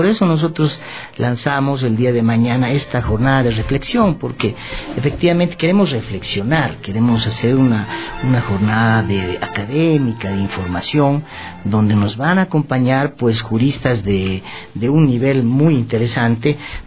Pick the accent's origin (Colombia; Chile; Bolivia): Bolivia; Entonces hemos tenido que optar como bolivianos a la Corte Internacional de La Haya